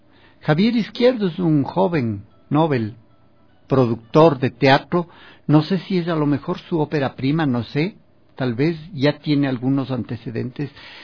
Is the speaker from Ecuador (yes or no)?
yes; Ecuador; ¿Quiénes somos como ecuatorianos, como país, como valores, como historia?